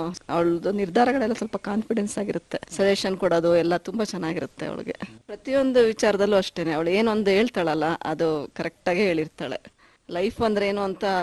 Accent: Hassan, Karnataka, India; ನಾನು ಹುಟ್ಟಿ ಬೆಳೆದಿದ್ದು ಹಾಸನ್ನು, ಎಜುಕೇಶನ್ ಎಲ್ಲ ಮೈಸೂರು JSS ವುಮೆನ್ಸ್ ಕಾಲೇಜ್ ಅಲ್ಲಿ ಆಯ್ತು.

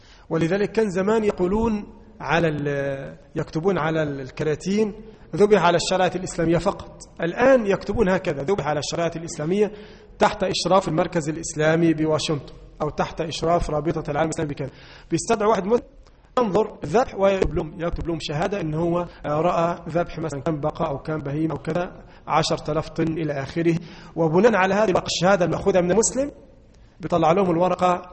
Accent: Egypt; اللحوم المستوردة عندنا في مصر

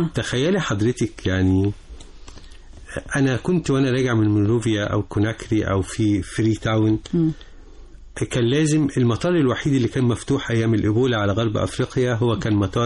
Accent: Egypt; أنا بقيت في بلدي، أنا بلدي.

